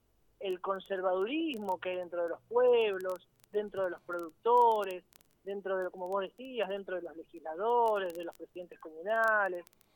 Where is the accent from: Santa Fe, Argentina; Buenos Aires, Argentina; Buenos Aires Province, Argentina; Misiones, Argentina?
Santa Fe, Argentina; Capitán Bermúdez; born there; Yo nací en Capitán Bermúdez, y es una ciudad